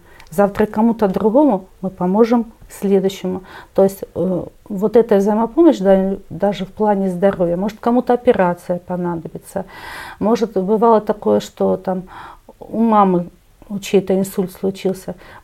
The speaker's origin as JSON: {"language": "Russian", "town": "Donetsk", "region": "Donetsk Oblast", "country": "Ukraine", "said": "Но мы в лицо узнали друг друга, что мы из Донецка."}